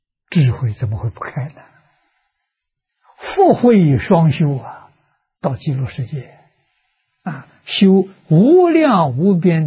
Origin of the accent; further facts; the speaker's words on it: China; 我们中国人叫昙花啊